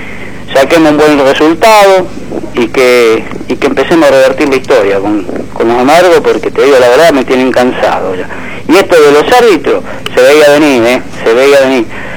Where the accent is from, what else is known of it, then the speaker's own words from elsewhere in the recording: Berazategui, Buenos Aires Province, Argentina; soy de Berazategui.